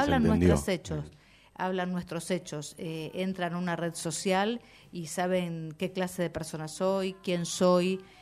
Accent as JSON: {"language": "Spanish", "town": "Lanús", "region": "Buenos Aires Province", "country": "Argentina", "said": "Hoy en día soy de Lanús, vivo en un barrio"}